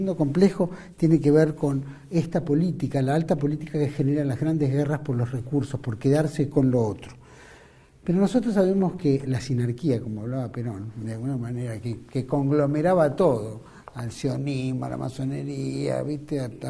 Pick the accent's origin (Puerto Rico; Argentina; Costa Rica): Argentina; Nosotros como argentinos, muchos compartían, muchos no